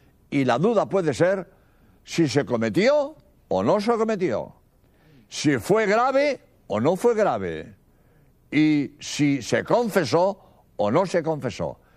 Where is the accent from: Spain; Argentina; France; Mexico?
Spain; soy jesuita español